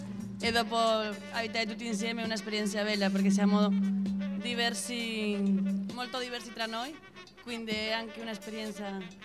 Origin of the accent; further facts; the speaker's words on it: Spain; Italian is a second language; now in Italy; Io sono di Spagna, quindi per me la cultura italiana non è neanche molto diversa.